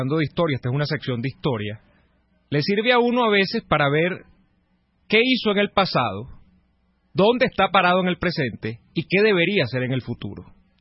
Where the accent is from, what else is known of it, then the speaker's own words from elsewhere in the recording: Venezuela; Y eso es lo que da cuenta de nuestra bravura, de nuestra resiedumbre, que nos califica y nos define como venezolanos